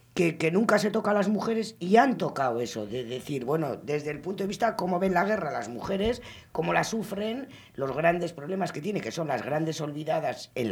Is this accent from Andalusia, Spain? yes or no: no; Bilbao, Basque Country, Spain; eso somos de Bilbao